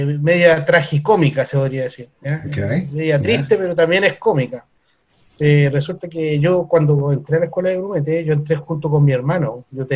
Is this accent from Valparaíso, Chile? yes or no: yes; Viña del Mar, Valparaíso, Chile; Mi ciudad natal era Viña del Mar.